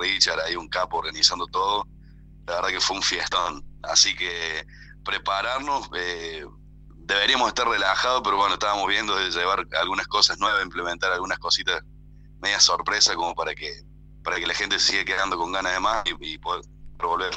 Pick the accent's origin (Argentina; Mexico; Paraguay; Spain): Argentina; Río Cuarto, Córdoba; Nosotros tenemos un circuito chico acá en el sur de la provincia de Córdoba, que nosotros somos de Río Cuarto.